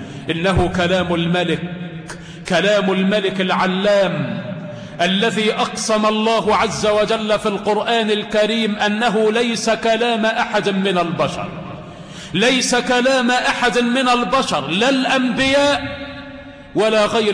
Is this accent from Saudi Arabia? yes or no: no; Egypt; اللهم احفظ بلدنا مصر من أيدي العابثين ومن نفاق المنافقين